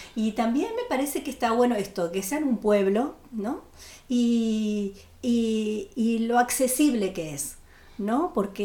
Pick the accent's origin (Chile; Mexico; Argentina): Argentina; Buenos Aires; a todos los que venimos de Buenos Aires un poco nos pasa eso, venimos de una rutina de un ritmo acelerado